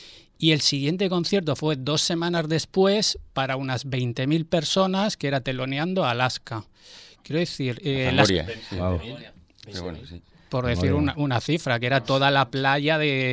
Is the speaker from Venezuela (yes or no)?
no; Barcelona, Catalonia, Spain; now in Valencia, Spain; yo nací y crecí en Barcelona